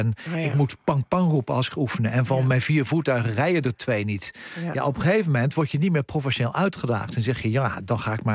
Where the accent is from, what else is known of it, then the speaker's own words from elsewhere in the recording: Netherlands; als je als Nederlander 45.000 soldaten leidt uit 24 landen in operaties